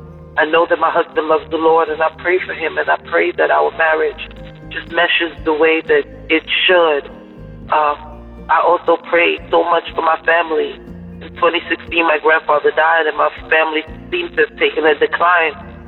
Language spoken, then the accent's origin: English; New York, United States; I am from New York.